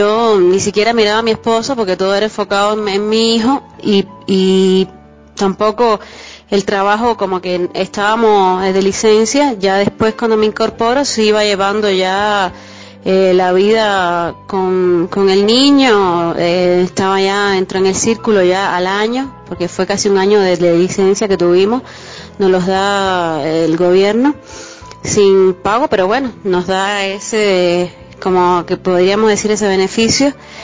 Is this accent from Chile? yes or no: no; Cuba; Como sabes, vengo de Cuba y allá sí es bastante difícil llevar la vida familiar con la vida laboral